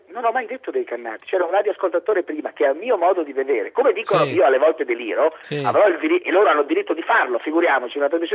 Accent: Palermo, Sicily, Italy; Io sono palermitano

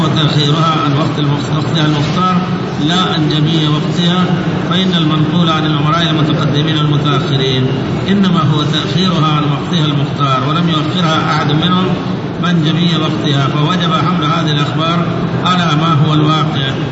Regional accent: India; Arabic is a second language; أنا متخصص في المذهب الحنفي فخلوني أقول وأنا هندي

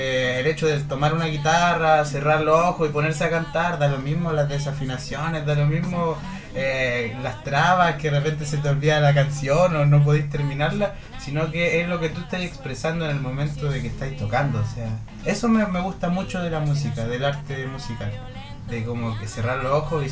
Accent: Concepción, Biobío, Chile; vivo aquí en Concepción. Toda mi vida nací en Concepción y he vivido acá desde siempre. En este momento en San Pedro de la Paz.

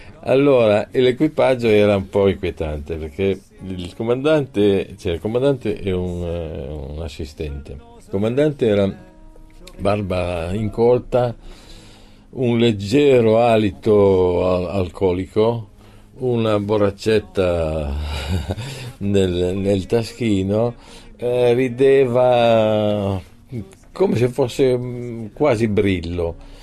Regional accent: Piedmont, Italy; Sarà che io vengo dal Piemonte, dove siamo tutti un po' falsi cortesi

